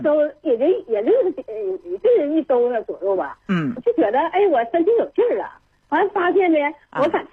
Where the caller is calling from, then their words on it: Shenyang, Liaoning, China; 今年75岁。